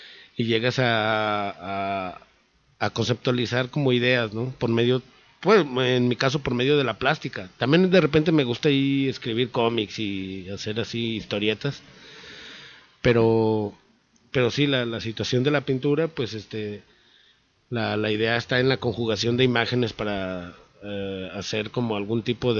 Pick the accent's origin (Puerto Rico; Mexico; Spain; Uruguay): Mexico; Tlaquepaque, Jalisco; nací en Guadalajara, pero me crié en Tlaquepaque, y casi todo me la he pasado por allá